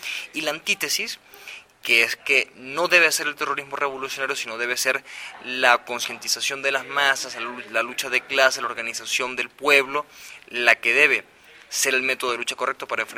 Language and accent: Spanish; Venezuela; nacen muy al calor del país de donde yo soy, de Venezuela